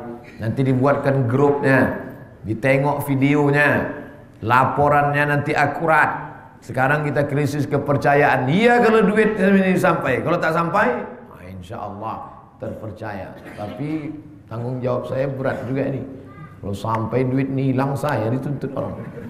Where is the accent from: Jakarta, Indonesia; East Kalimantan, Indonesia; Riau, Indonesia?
Riau, Indonesia; malu kita orang Riau.